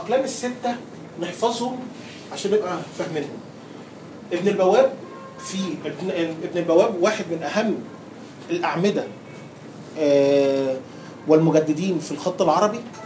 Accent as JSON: {"language": "Arabic", "country": "Egypt", "said": "يعني ما فيش عندنا حد في مصر بيكتبه، والاكثر اهميه ان ما فيش حد عندنا في مصر بيعرف يقراه."}